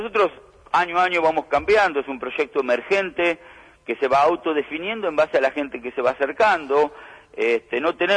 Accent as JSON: {"language": "Spanish", "town": "Santa Rosa", "region": "La Pampa", "country": "Argentina", "said": "Yo soy de Santa Rosa de la Pampa."}